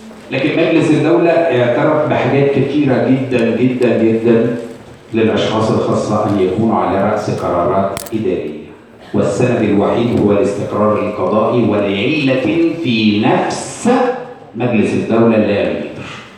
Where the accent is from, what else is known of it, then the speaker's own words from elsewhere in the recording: Egypt; يبقى احنا عندنا في مصر